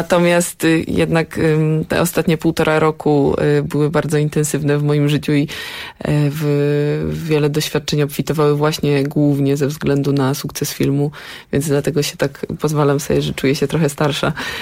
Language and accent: Polish; Warsaw, Masovian Voivodeship, Poland; Ja generalnie pochodzę z Warszawy